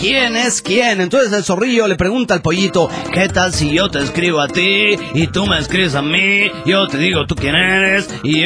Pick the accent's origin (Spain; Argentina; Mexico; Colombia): Spain; Barcelona, Catalonia; ¿Qué tal? … de Gran Hora de Barcelona, España.